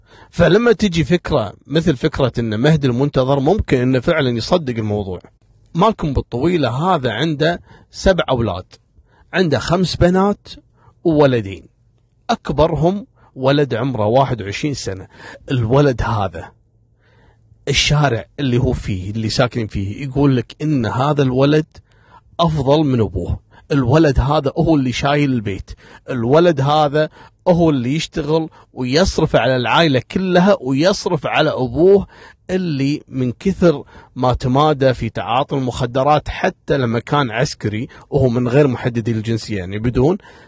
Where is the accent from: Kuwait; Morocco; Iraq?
Kuwait; وانتم عارفين منطقة الصليبية من المناطق القديمة عندنا في الكويت ومنطقة شعبية.